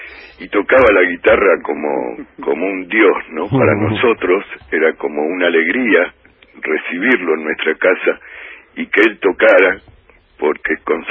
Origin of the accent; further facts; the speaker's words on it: Villa Urquiza, Buenos Aires, Argentina; la casa paterna y materna, donde yo me crié, en Villurquiza, donde había una casita muy humilde, de chapa y madera